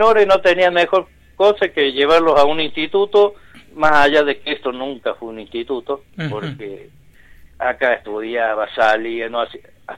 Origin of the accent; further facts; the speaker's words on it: Unquillo, Córdoba, Argentina; yo me crié acá en Unquillo, en la casa del niño del padre Aguilera.